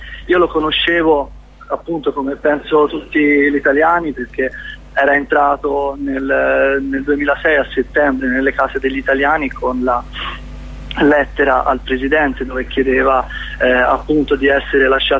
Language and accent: Italian; Pisa, Tuscany, Italy; Sì, per noi veniamo da Pisa, per cui non è che abbiamo possibilità di ascoltare la vostra radio